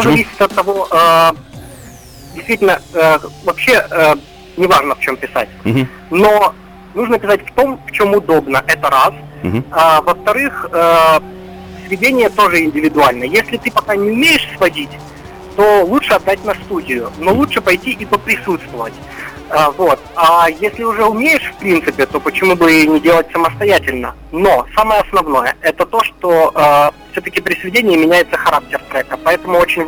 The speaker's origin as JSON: {"language": "Russian", "region": "Kyiv", "country": "Ukraine", "said": "Я родом из Киева, но мои родители, они из Нижнего Новгорода. Вот, и у меня там полным-полно родственников."}